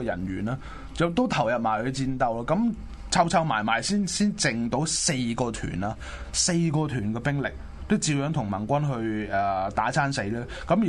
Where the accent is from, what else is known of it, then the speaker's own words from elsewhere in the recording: Guangdong, China; accent: Cantonese; 我读回我们自己广东的口音啱，个口音会啱啲